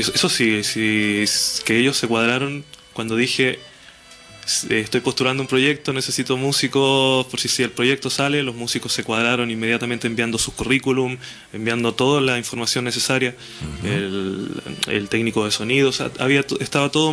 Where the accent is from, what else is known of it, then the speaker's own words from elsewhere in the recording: Linares, Maule, Chile; porque somos de Linares